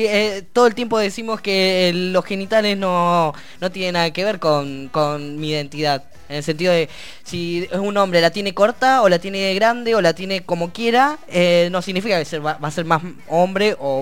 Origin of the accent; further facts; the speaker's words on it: Neuquén, Argentina; Yo vengo del Neuquén, como ya se los comenté